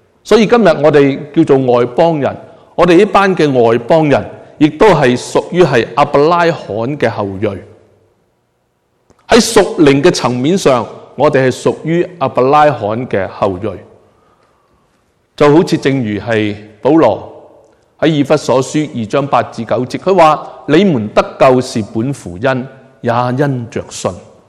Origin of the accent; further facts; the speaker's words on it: China; 呢就系我哋中国人咧，以前就系咁样样噶啦